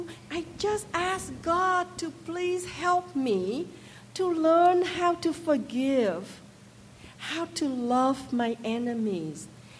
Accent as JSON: {"language": "English", "country": "Vietnam", "tie": "born or raised there", "second_language": "English", "said": "Like most Vietnamese children, I was raised in the Cao Dai faith."}